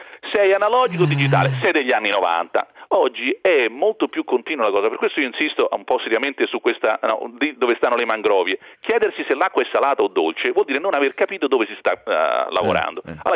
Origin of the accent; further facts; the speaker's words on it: Rome, Lazio, Italy; born there; lo sanno tutti, che si sente anche dall'accento, che sono nata a Roma.